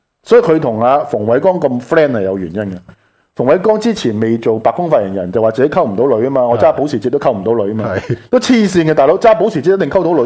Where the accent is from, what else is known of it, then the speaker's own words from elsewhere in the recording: Hong Kong; 而呢件事，我觉得亦都系令到我哋香港人好多时咧好善忘。